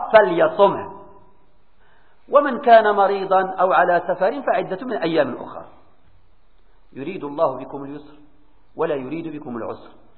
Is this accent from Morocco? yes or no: yes; Morocco; الفيدية مثلا عندنا في المغرب القيمة ديالها ما كتوصلش إلى الفيدية التي في أوروبا